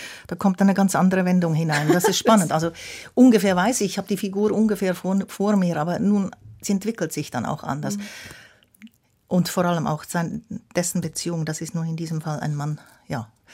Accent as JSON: {"language": "German", "country": "Switzerland", "tie": "born there", "said": "Ich bin ja in der Schweiz geboren."}